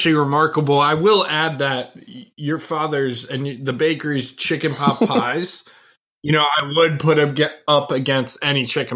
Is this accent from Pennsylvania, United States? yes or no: yes; Wilkes-Barre, Pennsylvania, United States; I'm from Wilkes-Barre.